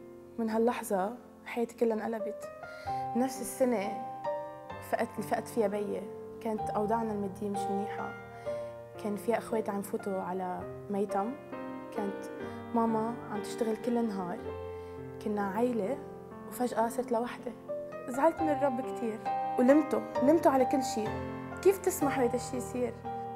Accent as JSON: {"language": "Arabic", "country": "Lebanon", "said": "أنا من لبنان، عمري 23 سنة."}